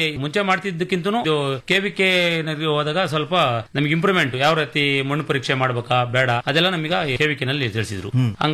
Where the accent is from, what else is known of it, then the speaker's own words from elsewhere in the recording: Doddaballapur, Karnataka, India; ಸ್ಕೂರು, ದೊಡ್ಡಬಳ್ಳಾಪುರ ತಾಲೂಕು, ಬೆಂಗಳೂರು ಗ್ರಾಮಾಂತರ ಜಿಲ್ಲೆ.